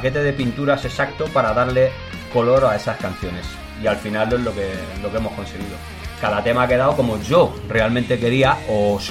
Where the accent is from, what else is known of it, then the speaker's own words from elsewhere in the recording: Catalonia, Spain; Que yo soy muy catalán, ¿eh? Y no lo olvido.